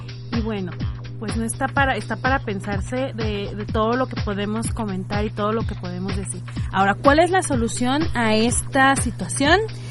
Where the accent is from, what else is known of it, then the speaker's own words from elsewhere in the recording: Arandas, Jalisco, Mexico; era en Arandas, yo soy de Arandas